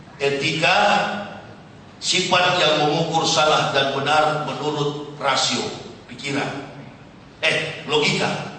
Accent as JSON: {"language": "Indonesian", "town": "Manado", "region": "North Sulawesi", "country": "Indonesia", "said": "saya orang Manado."}